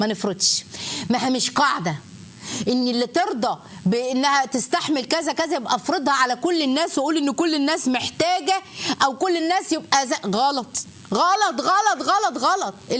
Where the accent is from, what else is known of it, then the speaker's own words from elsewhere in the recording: Egypt; مش عايزه اقول لكم احنا بنقول عليها ايه كمصريين